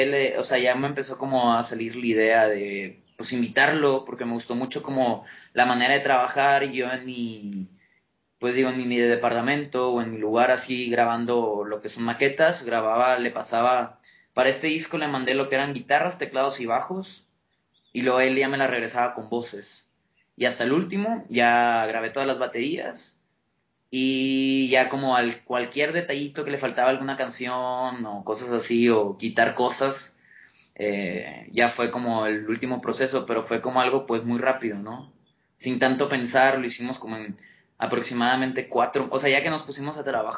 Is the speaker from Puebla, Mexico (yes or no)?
no; Monterrey, Nuevo León, Mexico; now in Mexico City, Mexico; yo soy de Monterrey, pero vivo en el DF.